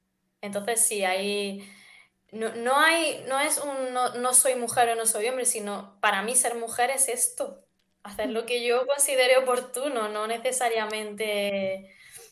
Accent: Andalusia, Spain; pues yo por ejemplo que soy de Andalucía, para mí lo de que te den una ramita de romero para la suerte es como muy común.

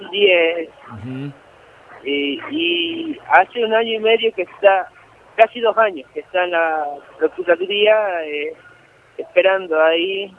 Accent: Andalgalá, Catamarca, Argentina; Yo soy nacido en Andalgalá, vivo en Andalgalá y quiero seguir viviendo en Andalgalá.

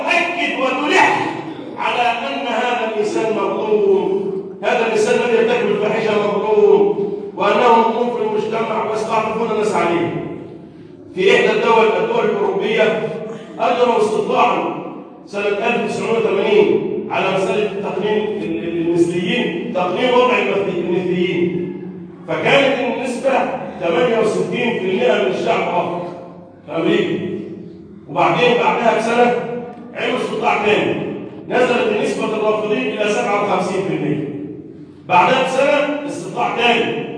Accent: Egypt; اللهم احفظ بلدنا مصر

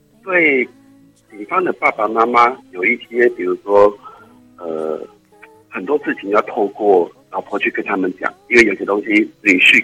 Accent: Tainan, Taiwan; 我是台南的

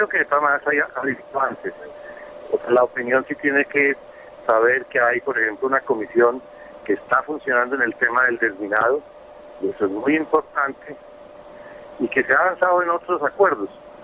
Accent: Colombia; Esperanzas como ciudadanos colombianos, sí

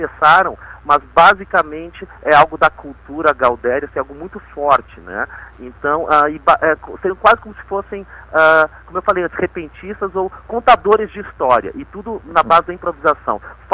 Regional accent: Teresina, Piauí, Brazil; now in Porto Alegre, Brazil; eu, apesar do meu sotaque, eu ter passado a maior parte da minha vida aqui em Porto Alegre, eu sou do Teresina, no Piauí.

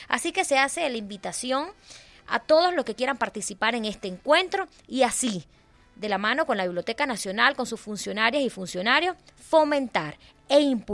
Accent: Venezuela; que nos identifique como venezolanos y nuestro americanos

